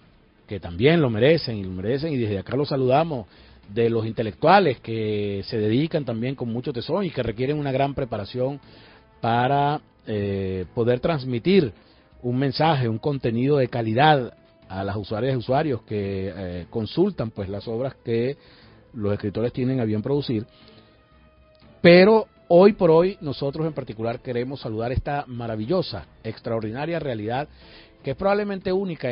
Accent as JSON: {"language": "Spanish", "country": "Venezuela", "said": "Allá de verdad que uno se siente muy maravillado y orgulloso como venezolano"}